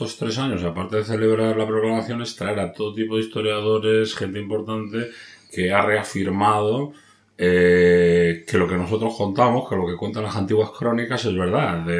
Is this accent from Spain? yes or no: yes; Castile and León, Spain; Porque nosotros somos palentinos, somos castellanos, esta es nuestra tierra, nuestra gente, nuestra cultura, nuestra historia, nuestra civilización.